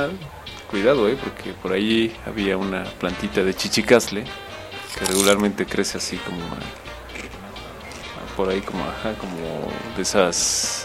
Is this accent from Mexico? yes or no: yes; Tetela de Ocampo, Puebla, Mexico; Yo soy originario de la Sierra Norte, allá por Tetela de Ocampo, un pueblo llamado Ixtolco. Un saludo a esa tierra.